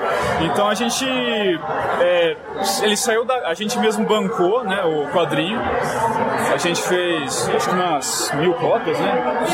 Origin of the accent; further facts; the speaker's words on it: Campinas, São Paulo, Brazil; Então, eu sou de Campinas